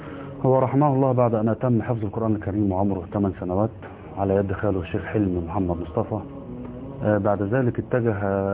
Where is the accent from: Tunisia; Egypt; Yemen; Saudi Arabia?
Egypt; Kafr El Wazir, Dakahlia; احنا قريتنا اولا اسمها كفر الوزير مركز ميت غمر محافظة الدقهلية،